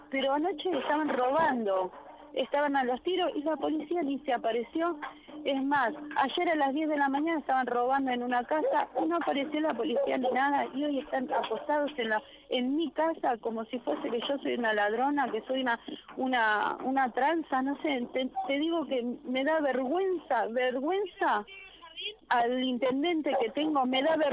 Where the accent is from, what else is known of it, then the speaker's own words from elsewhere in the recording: Moreno, Buenos Aires Province, Argentina; me da vergüenza decir que soy de Moreno, me da vergüenza.